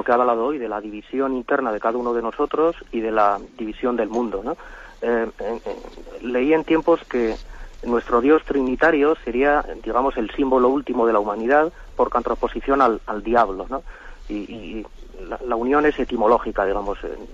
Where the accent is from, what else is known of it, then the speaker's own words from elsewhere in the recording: Navarre, Spain; de Navarra.